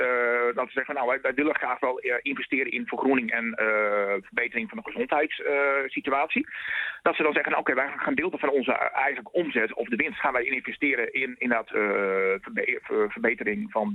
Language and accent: Dutch; Groningen, Netherlands; Delfzijl is voor mij een bekende plek, maar ik kom uit Groningen.